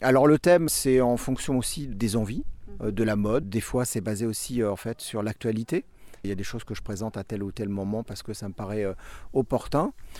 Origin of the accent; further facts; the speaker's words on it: Hauts-de-France, France; Bonjour, alors … je viens de l'Oise.